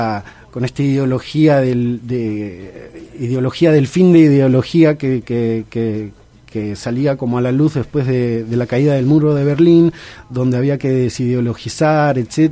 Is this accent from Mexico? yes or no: no; Bolivia; A mí me da muchísima vergüenza, siendo boliviano, contar esto que voy a contar